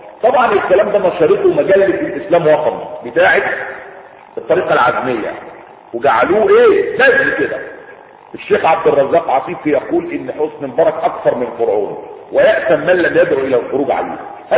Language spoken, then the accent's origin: Arabic; Egypt; في تحميلات عندنا في مصر